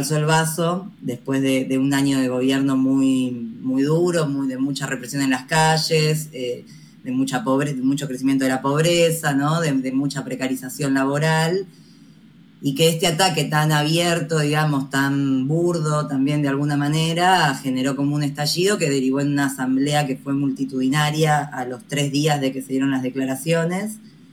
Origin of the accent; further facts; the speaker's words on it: Buenos Aires, Argentina; yo soy comunicadora popular de Buenos Aires, Argentina, y participo de Antena Negra TV, que es una televisora comunitaria que queda en Buenos Aires.